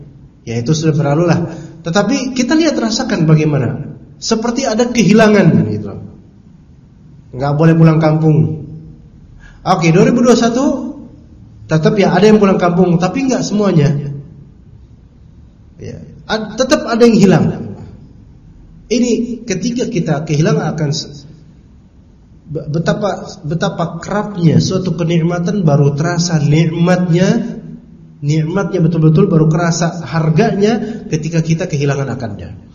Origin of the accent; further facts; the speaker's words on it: Pasar Minggu, Jakarta, Indonesia; born there; saya nggak ngerti bahasa Jawa karena saya kelahiran Pasar Minggu ya, jadi nggak tahu.